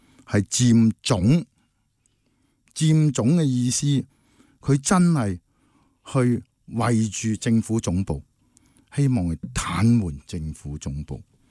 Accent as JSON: {"language": "Cantonese", "country": "Hong Kong", "said": "我们香港人可能要进行一些行动"}